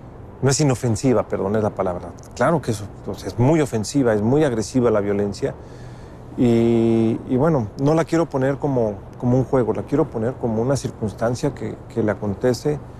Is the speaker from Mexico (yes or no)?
yes; Mexico; Triste en mi país es que la corrupción y la impunidad que retrata la novela sigan sigan ahí empapando el sistema político y social de México.